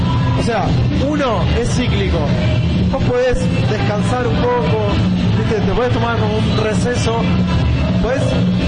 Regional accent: Berazategui, Buenos Aires Province, Argentina; Nosotros somos del sur, somos de Berazategui, vino mucha gente de allá

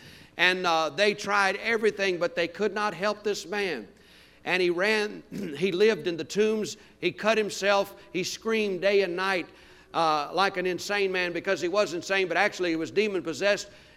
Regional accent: Louisiana, United States; I was raised Catholic down in Louisiana

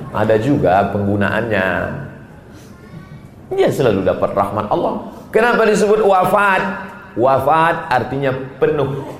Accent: Sumatra, Indonesia; Saya orang Sumatera.

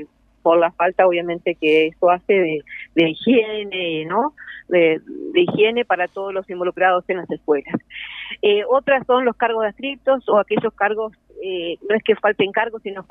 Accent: Paysandú, Uruguay; En este momento estoy volviendo a Paysandú, que yo soy de Paysandú.

